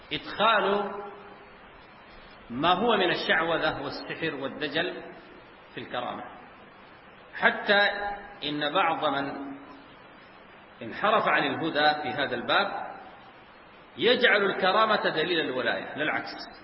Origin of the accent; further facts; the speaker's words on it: Sudan; هنا عندنا في السودان